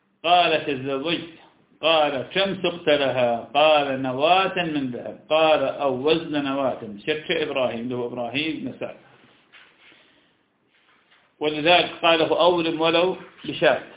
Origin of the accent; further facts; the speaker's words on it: Iraq; فلم عندنا في العراق الكوبيسيون يأكلونه كثيرا.